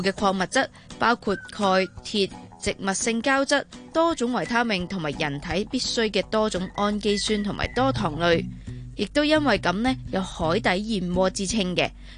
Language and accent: Cantonese; Hong Kong; 寒天即系我哋香港人成日讲嘅大菜糕嘅大菜